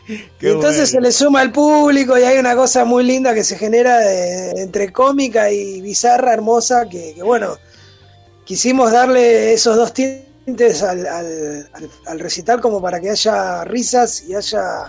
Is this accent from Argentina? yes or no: yes; El Calafate, Santa Cruz, Argentina; also born or lived in Río Gallegos; Yo soy sureño, ¿viste? Soy nacido en Río Gallegos. Criado una parte en el Calafate y otra parte aquí en...